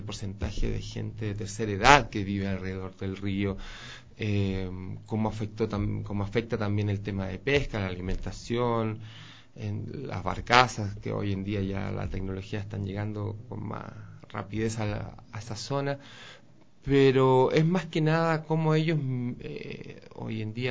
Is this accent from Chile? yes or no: yes; Chile; Es que yo de nacionalidad soy chileno